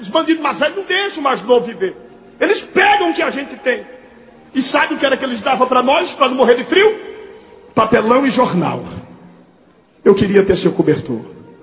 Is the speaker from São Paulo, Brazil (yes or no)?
no; Recife, Pernambuco, Brazil; lá na minha cidade, no Recife.